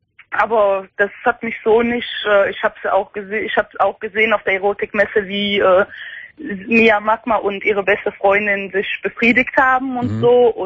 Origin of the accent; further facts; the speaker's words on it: Belgium; Nee, das ist eine Deutsche, aber ich bin Belgierin.